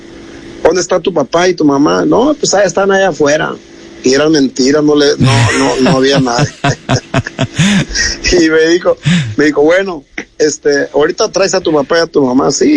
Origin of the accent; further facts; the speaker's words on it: Mexico; de nuestro México